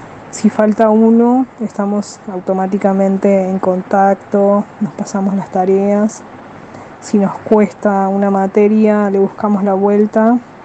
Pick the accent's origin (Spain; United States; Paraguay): Paraguay; now in Buenos Aires, Argentina; Soy paraguaya, hace 22 años que vivo en Buenos Aires.